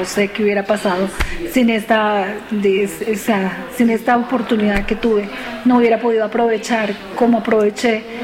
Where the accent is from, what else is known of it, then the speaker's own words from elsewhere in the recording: Colombia; soy de Colombia